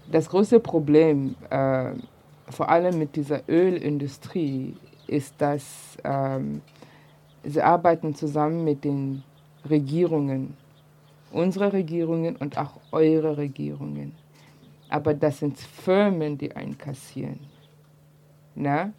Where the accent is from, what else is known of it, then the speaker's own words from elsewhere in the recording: East Germany, Germany; weil wir sind ja mit Antikapitalismus aufgewachsen hier in der DDR.